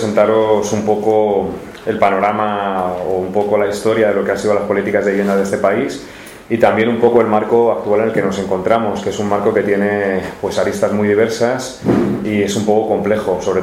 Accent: Ciempozuelos, Community of Madrid, Spain; que soy de Ciempozuelos, de un pueblo al sur de Madrid, que tiene muy poquito que ver con las imágenes de Madrid que habitualmente se tienen

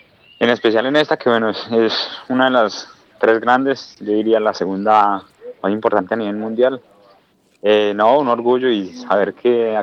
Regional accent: Soacha, Cundinamarca, Colombia; also born or lived in Bogotá; yo nací en Bogotá, en el hospital de Osa, pero me crié en Soacha.

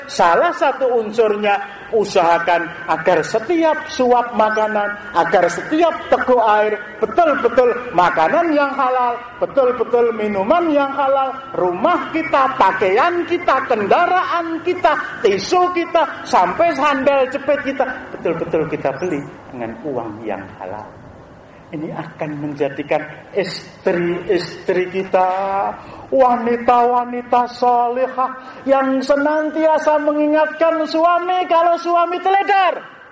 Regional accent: Java, Indonesia; kita orang Jawa dia akan ngorok

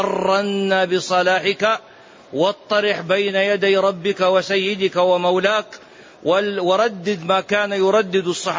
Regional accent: Saudi Arabia; مهو الإسلام هنا عندنا في السعودية،

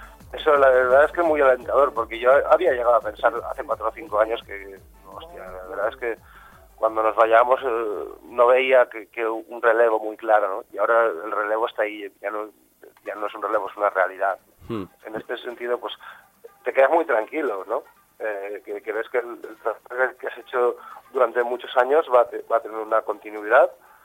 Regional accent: Valencia, Valencian Community, Spain; mi adolescencia, sobre todo en Valencia, está muy marcada por la música Bacalao.

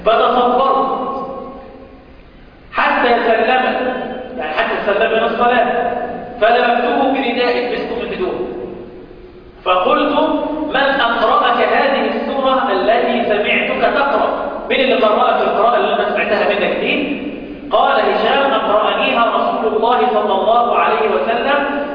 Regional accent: Mansoura, Dakahlia, Egypt; احنا حتى في مصر لما حد من الناس بينتقل، انا مقيم انا من اهل المنصورة، لما بنتقل للعيش للسفر الى الصعيد او الى البحيرة او الى الاسكندرية،

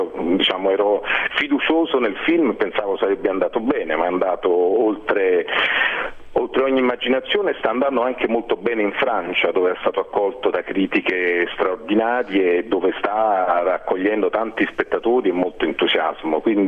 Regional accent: Naples, Campania, Italy; noi siamo napoletani praticamente tutti

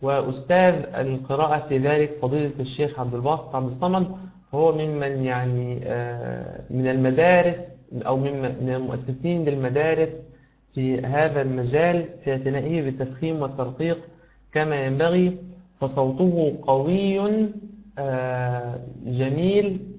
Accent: Egypt; كما يقول بعض المشايخ عندنا في مصر ثلاث الذهب

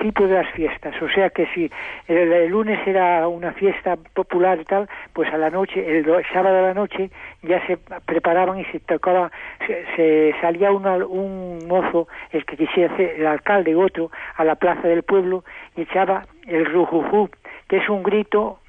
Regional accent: Codesal, Castile and León, Spain; Yo soy de un pueblo de Zamora que se llama Codesal, una villa pequeña. Allí nací y allí me he criado.

